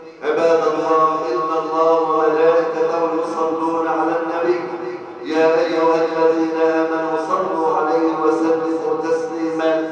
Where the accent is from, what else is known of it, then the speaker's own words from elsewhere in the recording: Egypt; واحفظ بلدنا مصر بالبلد الامنه سخاء